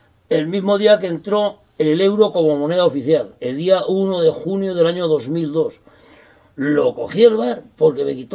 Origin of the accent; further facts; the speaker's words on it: Calatayud, Aragon, Spain; born there; Bueno, nací en Calatayud.